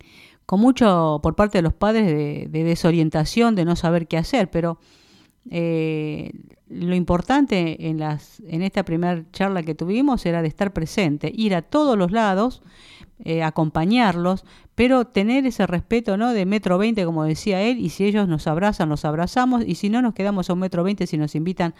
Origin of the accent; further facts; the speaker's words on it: Lobos, Buenos Aires Province, Argentina; lo puedo decir yo, que vine de una escuela pública, vine de un pueblo de Lobos